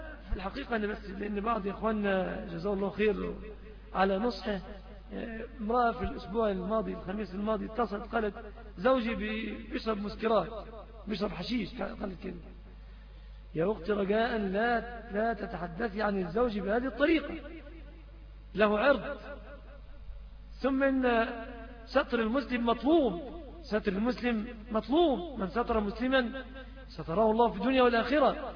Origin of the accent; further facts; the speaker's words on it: Egypt; في عندنا في بلادنا مصر حقيقة الأعراض منتهكة تماما